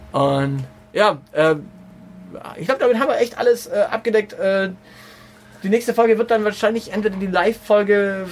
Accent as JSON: {"language": "German", "region": "Baden-Württemberg", "country": "Germany", "said": "Denn ich bin aus Baden-Württemberg"}